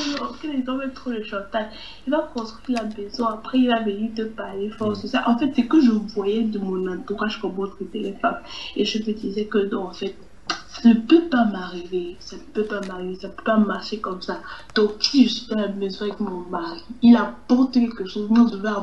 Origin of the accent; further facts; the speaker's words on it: Cameroon; comme on dit chez nous au Cameroun